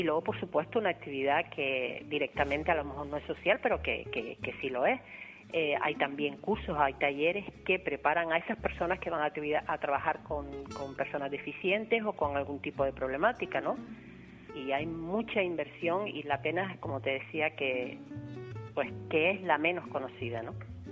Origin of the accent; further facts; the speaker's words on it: Arucas, Canary Islands, Spain; yo que soy de Arucas y de toda la vida